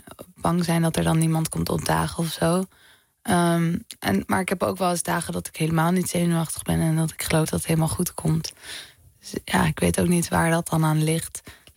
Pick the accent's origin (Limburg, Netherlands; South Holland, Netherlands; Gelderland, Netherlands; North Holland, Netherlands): North Holland, Netherlands; Amsterdam; Nou, ik ben opgegroeid in de Pijp.